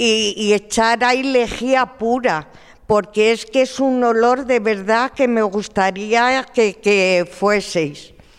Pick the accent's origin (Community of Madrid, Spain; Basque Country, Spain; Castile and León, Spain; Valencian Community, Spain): Community of Madrid, Spain; Madrid; soy de La Ventilla toda la vida y bueno, mi protesta un poco es que vivo al lado de la Cruz de Malta